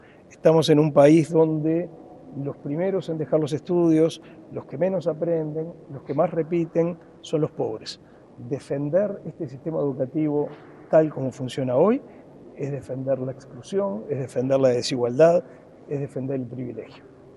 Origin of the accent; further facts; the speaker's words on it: Uruguay; somos todos uruguayos, todos queremos lo mejor para la educación de este país